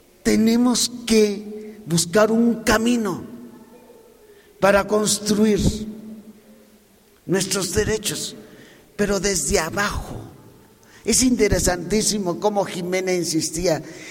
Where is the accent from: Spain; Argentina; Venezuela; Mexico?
Mexico; tenemos derecho a organizar nuestra vida como mexicanos